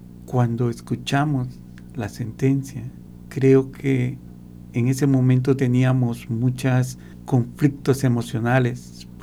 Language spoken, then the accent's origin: Spanish; Petén, Guatemala; Yo emigré a Guatemala, a la ciudad capital, a principios de los 70, especialmente para estudiar.